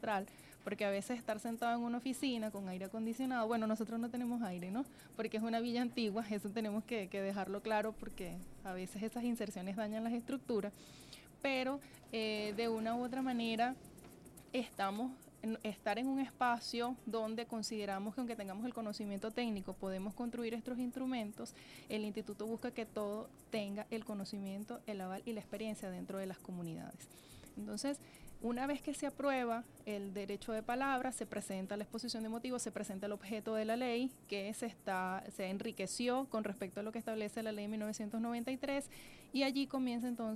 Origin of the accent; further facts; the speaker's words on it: Venezuela; lo que somos como venezolanos.